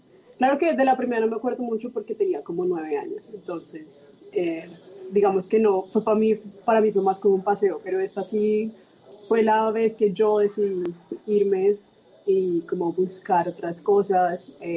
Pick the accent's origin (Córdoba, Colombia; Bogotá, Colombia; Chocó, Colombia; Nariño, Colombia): Bogotá, Colombia; yo nací en Bogotá hace 25 años, me crié en Bogotá, pero toda mi familia es de los Santanderes